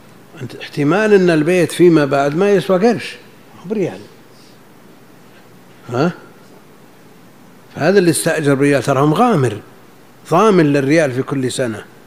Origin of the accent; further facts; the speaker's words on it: Najd, Saudi Arabia; مثل هذا كان موجود عندنا في نجد